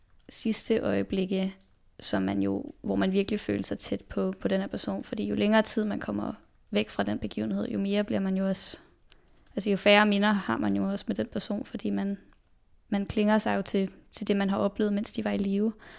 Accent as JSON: {"language": "Danish", "town": "Copenhagen", "region": "Capital Region of Denmark", "country": "Denmark", "tie": "born or raised there", "said": "jeg blev født på Rigshospitalet den 21. maj i 2000. Og så voksede jeg over på Østerbro, hvor jeg jo bor med min mor, min far og min søster."}